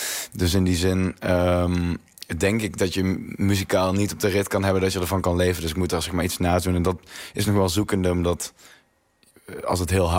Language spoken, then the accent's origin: Dutch; North Brabant, Netherlands; accent: Brabant; Maar ik had een groot Brabants accent